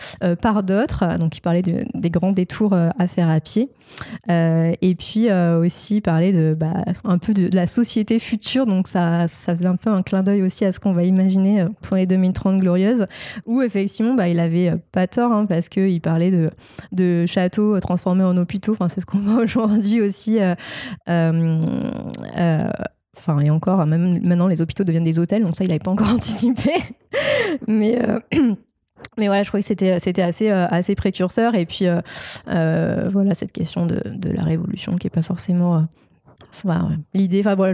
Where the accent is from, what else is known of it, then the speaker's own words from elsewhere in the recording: Marseille, Provence-Alpes-Côte d'Azur, France; En plus, je viens de Marseille, alors il y a beaucoup de références à la Provence.